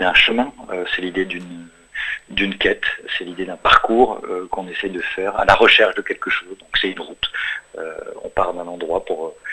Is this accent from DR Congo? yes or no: no; France; born there